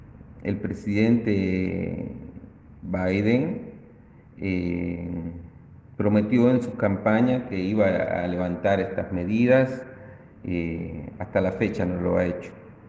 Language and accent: Spanish; Cuba; now in La Rioja, Argentina; Soy ciudadano cubano, resido en la República Argentina desde hace 11 años. Vivo en la ciudad de La Rioja, en la cual he echado raíces